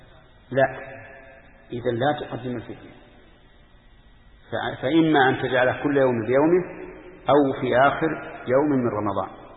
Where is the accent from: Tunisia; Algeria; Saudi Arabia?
Saudi Arabia; Al-Qassim; خمس الصاع الحالي عندنا في القصيم